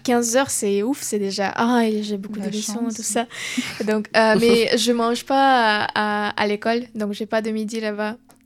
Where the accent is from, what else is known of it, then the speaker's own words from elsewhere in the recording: Ukraine; French is a second language; j'ai voulu terminer mes études en Ukraine et venir ici pour l'université parce que j'ai appris le français